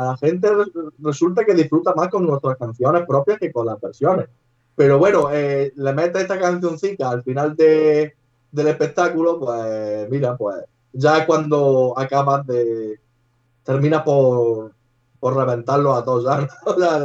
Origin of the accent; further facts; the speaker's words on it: Andalusia, Spain; accent: Andalusian; moved away as an adult; now in Valencia, Spain; En 5 años que llevo aquí no soy muy de que se me peguen los acentos. Además soy un andaluz bastante cerrado hablando.